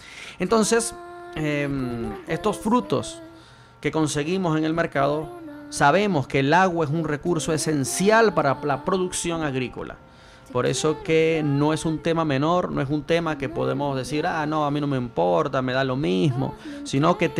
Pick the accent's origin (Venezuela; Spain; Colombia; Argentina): Venezuela; now in Chile; Recuerdo cuando estaba en mi país que comerse una manzana era un lujo, porque era una manzana importada. Y no era importada de cualquier lugar, sino que era importada de aquí de Chile.